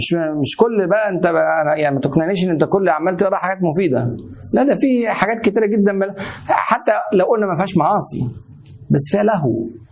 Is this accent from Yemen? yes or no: no; Egypt; زي ما كان يقول عندنا في مصر اتعشت